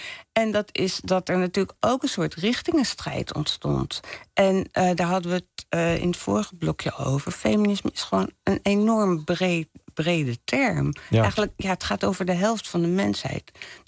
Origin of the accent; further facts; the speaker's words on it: Leiden, South Holland, Netherlands; Ik ben opgegroeid in Leiden.